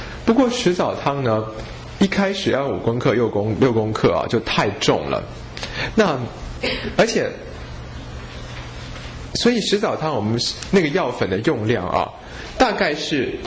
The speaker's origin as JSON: {"language": "Chinese", "country": "China", "said": "因为我们中国人就说枣子是一个榨不出汁的水果啊"}